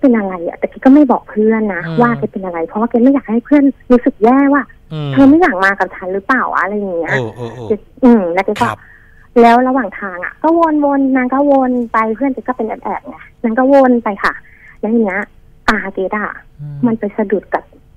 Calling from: Don Mueang, Bangkok, Thailand; อยู่ดอนเมืองค่ะ

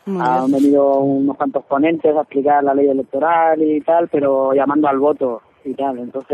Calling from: Alicante, Valencian Community, Spain

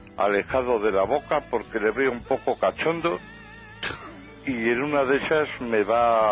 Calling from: Santander, Cantabria, Spain; Te llamo de Santander, desde el jardinero.

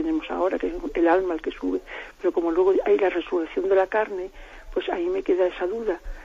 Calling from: Salamanca, Castile and León, Spain; de Salamanca.

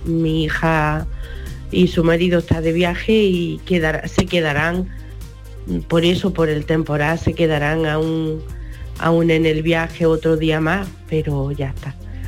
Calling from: Bailén, Andalusia, Spain; de Bailén.

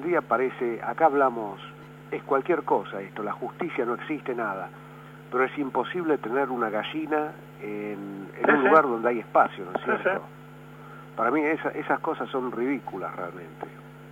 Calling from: Barracas, Buenos Aires Province, Argentina; de Barracas.

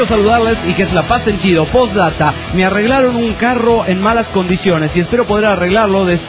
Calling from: León, Guanajuato, Mexico; de León, Guanajuato, México.

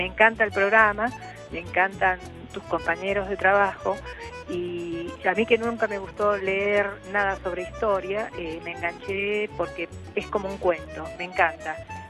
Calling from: Buenos Aires, Argentina; de Cespeña, provincia de Buenos Aires.

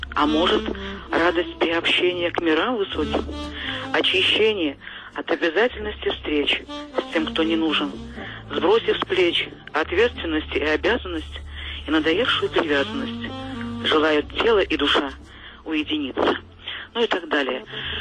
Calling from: Cheboksary, Chuvashia, Russia; Я вам звоню из Чебоксар второй раз.

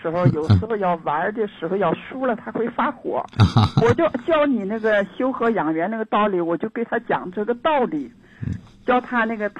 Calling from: Nanjing, Jiangsu, China; 我是南京的朋友，

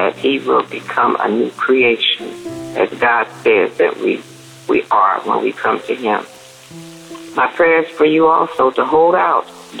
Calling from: Arkansas, United States; Hello, DAB Davers family. I'm calling from Arkansas

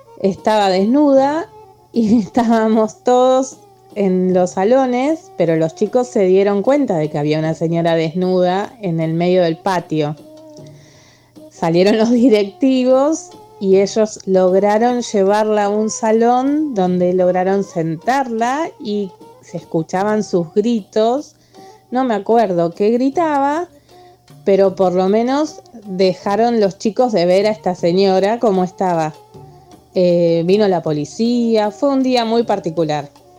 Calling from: Lanús, Buenos Aires Province, Argentina; de Lanús otra vez.

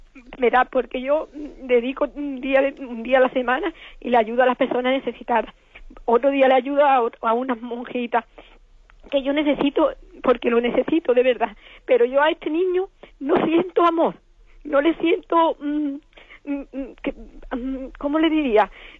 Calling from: Málaga, Andalusia, Spain; de Málaga.

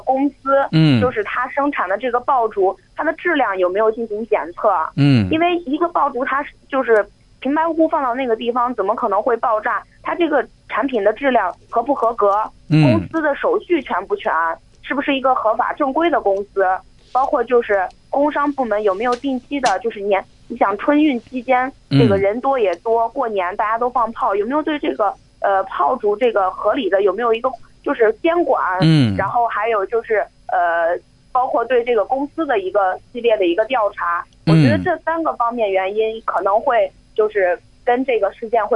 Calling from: Baoji, Shaanxi, China; 我是来自陕西宝鸡的。

